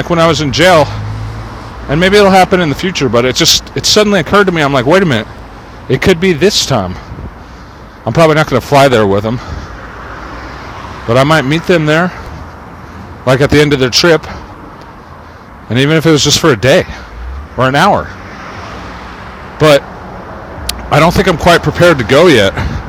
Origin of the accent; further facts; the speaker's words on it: Santa Cruz, California, United States; born there; now in Los Angeles, United States; because I was born in Santa Cruz.